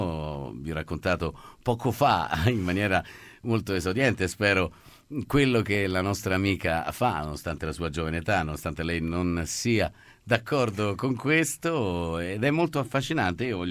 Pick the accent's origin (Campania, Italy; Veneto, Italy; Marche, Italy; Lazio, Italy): Lazio, Italy; Rome; visto che sono di Roma.